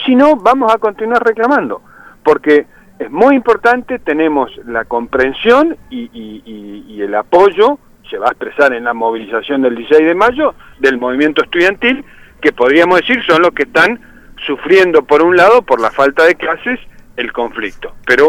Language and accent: Spanish; Neuquén, Argentina; Aclaremos, yo soy de Neuquén, así imagínense, para los patagónicos